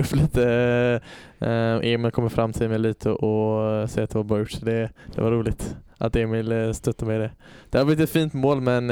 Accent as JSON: {"language": "Swedish", "town": "Öland", "region": "Kalmar County", "country": "Sweden", "said": "jag visste inte om jag var hemma på Öland eller om jag var på"}